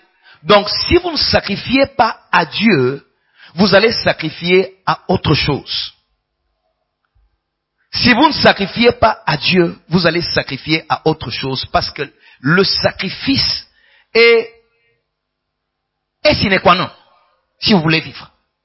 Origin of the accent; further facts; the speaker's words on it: Kinshasa, DR Congo; Au Congo, particulièrement chez nous, à Kin, il y a celui qu'on appelle Kinois.